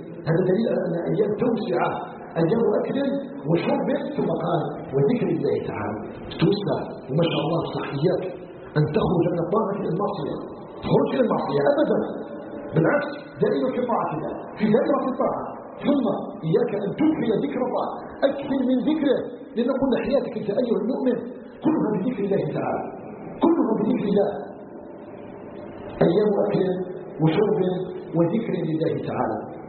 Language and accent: Arabic; Algeria; أن يجعل بلادنا الجزائر آمنا مطمئنا